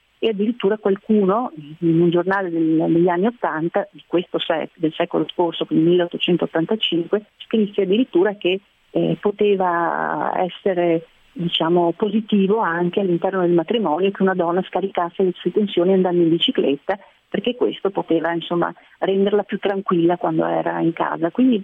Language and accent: Italian; Treviso, Veneto, Italy; Io sono trevigiana e sicuramente Treviso è una città dove ci si muove molto volentieri in bicicletta